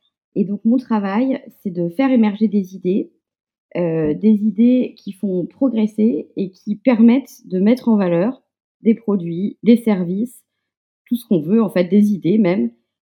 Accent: Le Mans, Pays de la Loire, France; Je suis du Mans

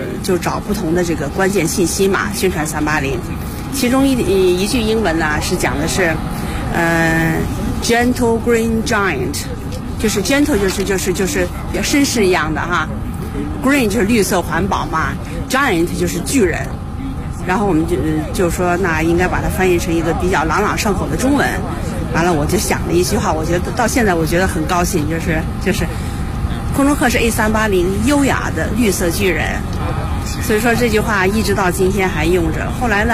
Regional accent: China; 因为我是个中国人

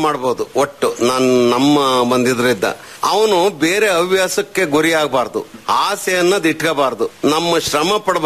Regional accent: Karnataka, India; ಇಲ್ಲ, ನಮ್ಮೂರು ಚಿಕ್ಕ ಗ್ರಾಮ ಆಗಿರೋದ್ರಿಂದ ಹಾಲು ಉತ್ಪಾದನೆ ಮಾಡ್ತೀವಿ. ಇಲ್ಲೇ ಪಕ್ಕದಲ್ಲಿ ಉಚ್ಚವನಹಳ್ಳಿ ಅಂತ ಇದೆ, ಮಾಯಿಕೊಂಡೆ ಇದೆ

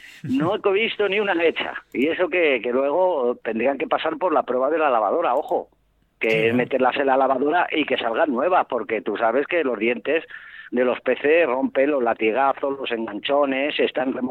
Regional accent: Madrid, Community of Madrid, Spain; now in León, Spain; lo que no aprendí allí en Madrid, en mi tierra, cuando vine hace 33 años

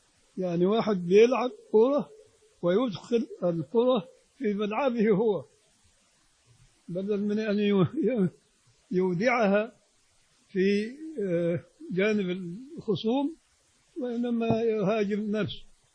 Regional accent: Egypt; نطلع بره في الشارع احنا مواطنين مصريين

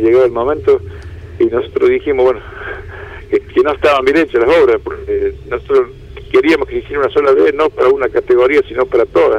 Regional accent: La Rioja, Argentina; con modestia aparte, como riojano, porque es un circuito que es natural

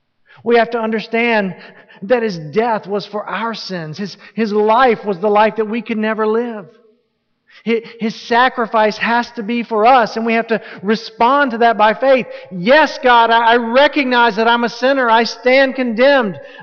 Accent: Southern United States, United States; I'm from the South, it's the Bible Belt, and there are people down there who think that every time the door swings open, their bottoms need to be in the seats.

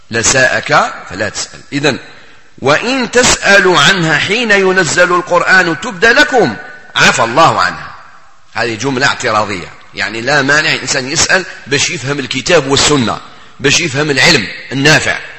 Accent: Algeria; وكان واحد المثل موجود عندنا في الجزائر وكانوا يعلموهن حتى كي كنا صغار

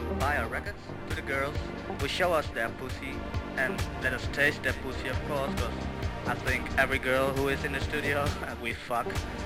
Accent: Prague, Czechia; We're from Prague, man.

